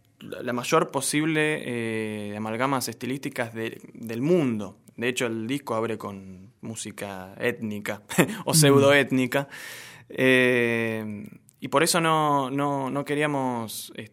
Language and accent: Spanish; Barracas, Buenos Aires Province, Argentina; no solo soy de Barracas, sino que soy hincha de Barracas Central